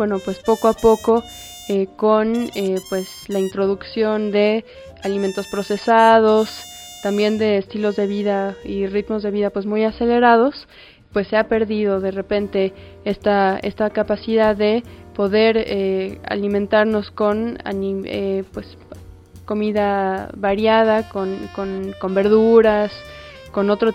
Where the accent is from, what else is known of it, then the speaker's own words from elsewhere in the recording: Mexico; nuestra alimentación como mexicanos